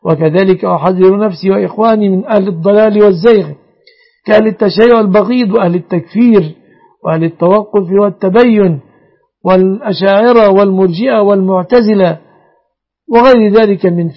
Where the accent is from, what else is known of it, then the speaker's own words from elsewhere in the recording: Egypt; احفظ بلادنا مصر آمنة مطمئنة وبلاد المسلمين.